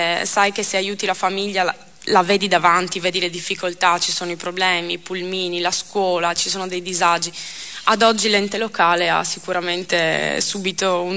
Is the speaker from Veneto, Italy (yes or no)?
yes; Fossalta di Portogruaro, Veneto, Italy; ho partecipato alle elezioni amministrative del mio paese, sono stata eletta e ad oggi sono il presidente del consiglio comunale di Fossalta di Portogruaro